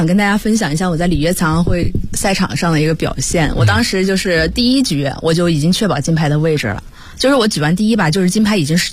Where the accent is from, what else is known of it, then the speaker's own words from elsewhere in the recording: Hunan, China; 因为我是湖南人，